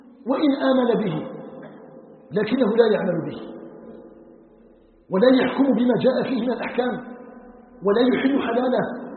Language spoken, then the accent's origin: Arabic; Algeria